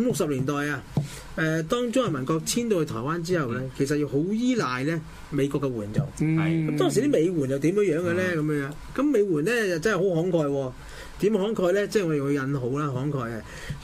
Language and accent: Cantonese; Guangdong, China; 我廣東人就係食啲嘢就要原汁原味